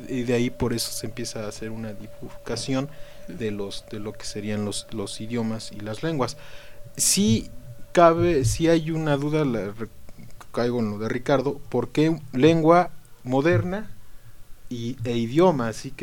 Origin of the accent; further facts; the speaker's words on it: Puebla, Mexico; incluso a nivel nacional y por regiones tenemos diferentes acentos. O sea, si ahorita nos vamos a Tlaxcala o a Veracruz, luego se dan cuenta de que somos poblanos, ¿no? O de tal zona.